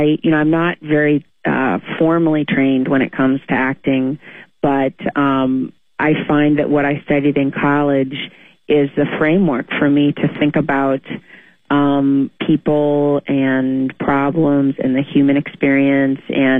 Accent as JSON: {"language": "English", "town": "Glastonbury", "region": "Connecticut", "country": "United States", "tie": "born or raised there", "said": "there's a wonderful woman named Chris Galata, who is in my hometown in Glastonbury, Connecticut, and she still is."}